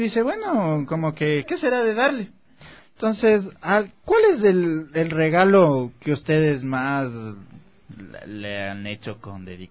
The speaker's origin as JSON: {"language": "Spanish", "region": "Carchi", "country": "Ecuador", "said": "del Carchi, tierra linda."}